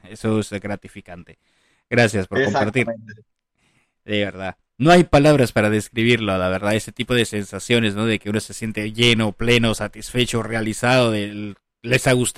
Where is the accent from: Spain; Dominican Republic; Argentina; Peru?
Peru; O sea, los mil oficios, decimos en mi país, en Perú.